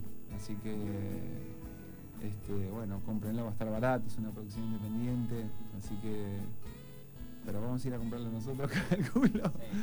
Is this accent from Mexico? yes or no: no; Buenos Aires, Argentina; Somos más bien capitalinos, villaurquicinos.